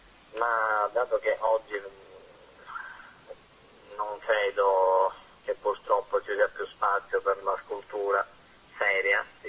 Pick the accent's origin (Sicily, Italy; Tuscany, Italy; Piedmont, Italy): Sicily, Italy; pur essendo siciliano, ecco, credo di avere qualcosa in comune con una certa estetica nordica.